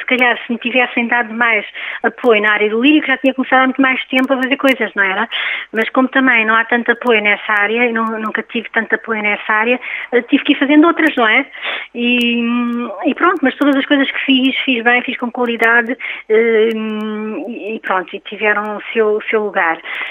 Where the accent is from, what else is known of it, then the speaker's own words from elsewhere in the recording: Portugal; Enquanto músicos portugueses, não é? E enquanto portugueses até.